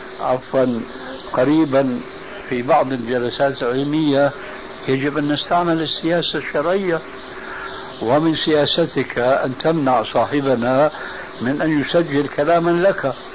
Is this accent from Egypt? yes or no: no; Syria; وأنا كما يقولون عندنا في سوريا العبد الفخير